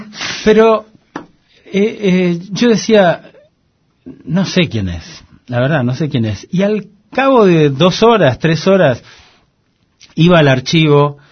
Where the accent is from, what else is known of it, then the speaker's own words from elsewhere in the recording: Argentina; porque soy argentino y soy periodista